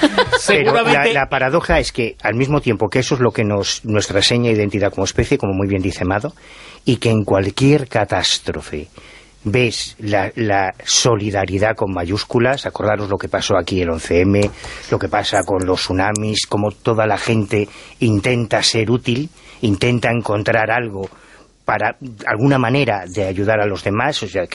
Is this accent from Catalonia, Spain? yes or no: no; Galicia, Spain; que era gallego como nosotros, somos tres gallegos